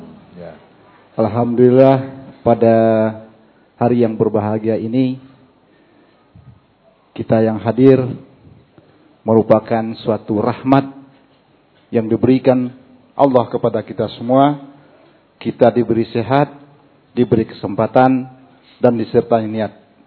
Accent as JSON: {"language": "Indonesian", "region": "Jambi", "country": "Indonesia", "said": "Dan saya asal dari Provinsi Jambi, Kabupaten Batanghari."}